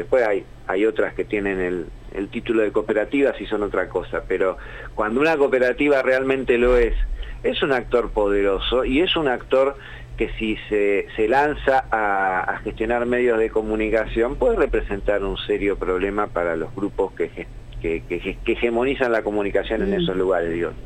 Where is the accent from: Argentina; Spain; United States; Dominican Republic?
Argentina; La Plata, Buenos Aires Province; Yo soy de La Plata